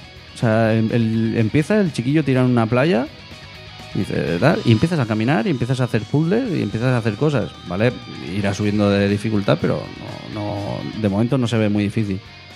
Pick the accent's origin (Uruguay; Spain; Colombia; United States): Spain; somos de España, pues las cosas buenas que se queden aquí